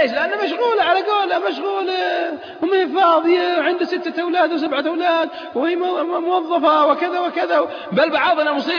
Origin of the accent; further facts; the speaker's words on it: Saudi Arabia; ليس في بلادنا السعودية